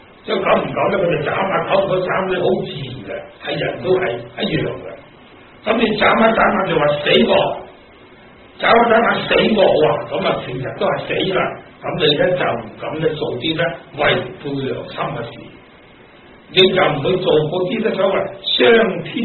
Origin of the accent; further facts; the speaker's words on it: Hong Kong; also born or lived in United States; 我八一年就喺美國翻嚟定居作長久之計，我本身係香港人，所謂落葉歸根啊，就翻返香港過晚年啦